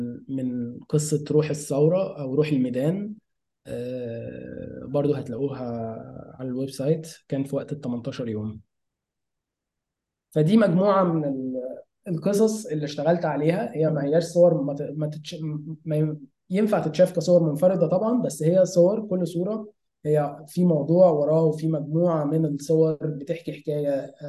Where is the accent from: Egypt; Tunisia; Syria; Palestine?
Egypt; Minya, Minya Governorate; انا اصلا من المنيا ومع ذلك انا زرتها كذا مرة وانا صغير